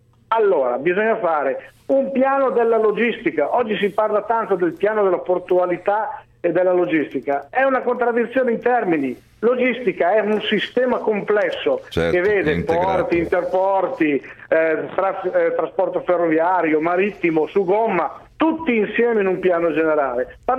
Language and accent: Italian; Milan, Lombardy, Italy; dalle mie parti, Milano, si dice che è il rosto che dà la colpa al bruciato, traduco per i non milanesi